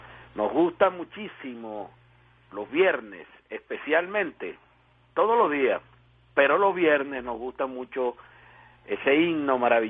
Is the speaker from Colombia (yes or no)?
no; Venezuela; como venezolano, no puedo yo ser mezquino